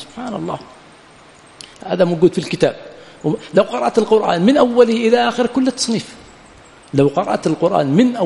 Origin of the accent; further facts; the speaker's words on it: Yemen; بخلاف عندنا في اليمن ينزل المطر يبقى شهرا ما في مصارف له